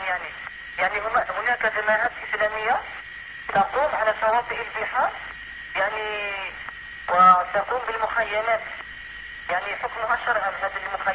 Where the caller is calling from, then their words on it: Algeria; يعني أنا أضرب الهاتف من الجزائر